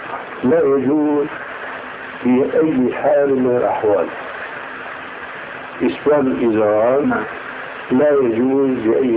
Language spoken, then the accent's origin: Arabic; Syria; أيأتي المثل العام عندنا في سوريا، هذا الميت لا يستحق هذا العزاء.